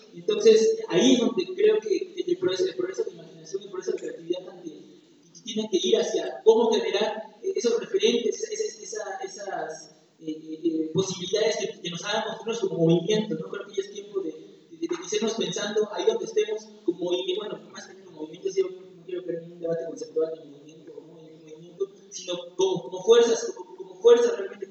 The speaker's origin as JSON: {"language": "Spanish", "town": "Huajuapan", "region": "Oaxaca", "country": "Mexico", "said": "vengo de la ciudad de Huacuapan."}